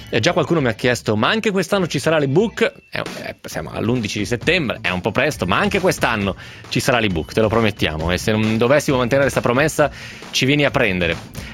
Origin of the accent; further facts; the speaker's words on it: Piedmont, Italy; alle nostre parti bisa non esiste, nel Novarese, ma il Novarese è Piemonte finto.